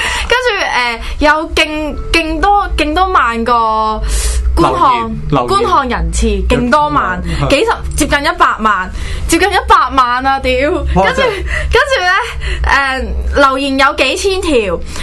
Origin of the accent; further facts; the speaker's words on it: Hong Kong; 唔系，我哋唔系中国人啊，我哋香港人